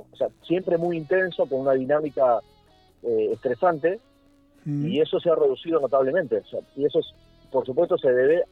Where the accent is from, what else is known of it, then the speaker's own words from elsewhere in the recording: Argentina; Deberíamos alegrarnos como argentinos que tengamos menos fallecidos.